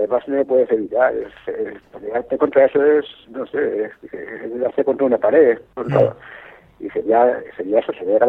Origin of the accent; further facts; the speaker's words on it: Spain; En eso no soy muy español, soy más americano que español, ¿no?